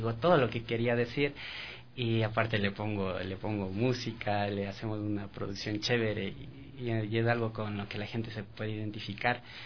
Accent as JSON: {"language": "Spanish", "town": "Quito", "region": "Pichincha", "country": "Ecuador", "said": "tengo 27 años, soy quiteño, de Cepa."}